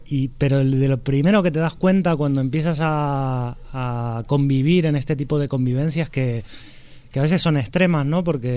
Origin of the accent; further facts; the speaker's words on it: Argentina; yo vengo de Argentina